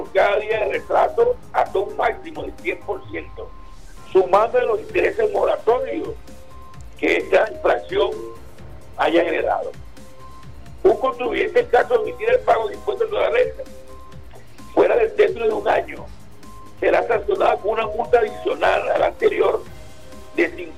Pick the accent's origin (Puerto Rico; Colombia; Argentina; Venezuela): Venezuela; el deber como venezolano